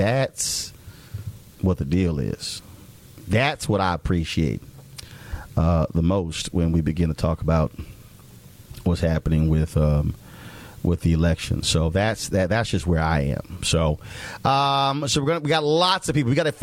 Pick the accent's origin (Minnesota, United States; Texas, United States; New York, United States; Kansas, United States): Texas, United States; Houston; And again, we're hopeful that we'll be able to add my hometown of Houston.